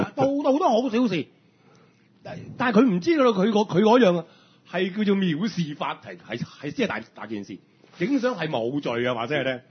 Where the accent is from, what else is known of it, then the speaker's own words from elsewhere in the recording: Hong Kong; 其實我哋香港人咧好驚俾我哋電話號碼俾人知